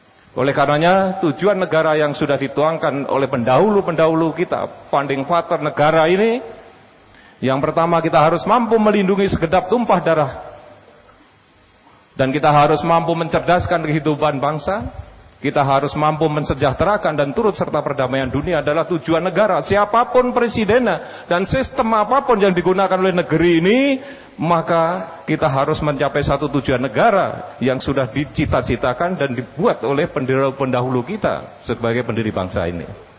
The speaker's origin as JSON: {"language": "Indonesian", "region": "Java", "country": "Indonesia", "said": "Saya orang Jawa suruh ngomong Arab ya susah lah gini."}